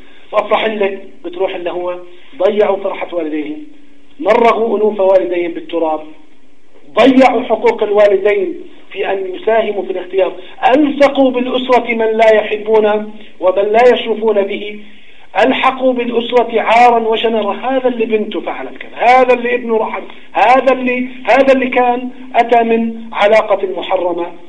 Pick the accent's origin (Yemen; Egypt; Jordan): Jordan; طالب في جامعة خاصة عندنا في الأردن